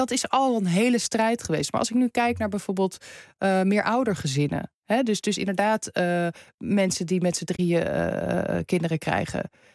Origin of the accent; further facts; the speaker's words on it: Amsterdam, North Holland, Netherlands; Terwijl ik ben in Amsterdam opgegroeid, moet je nagaan.